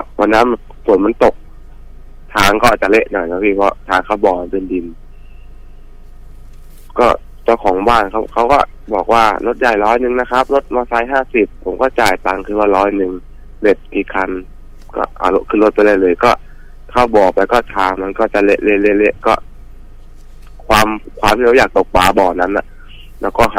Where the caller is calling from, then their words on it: Ayutthaya, Phra Nakhon Si Ayutthaya, Thailand; อยุธยาครับผม